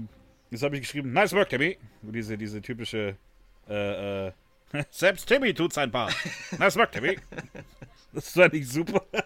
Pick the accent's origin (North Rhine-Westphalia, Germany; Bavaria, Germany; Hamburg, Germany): Bavaria, Germany; Augsburg; Ja, ist aus my Augsburg, homestead.